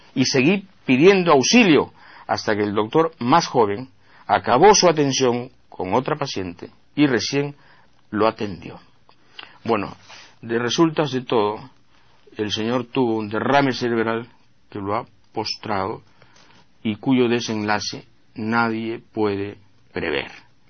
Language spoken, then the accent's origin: Spanish; Peru; Yo me he convencido como peruano que para la falta de vergüenza nunca hay fronteras definidas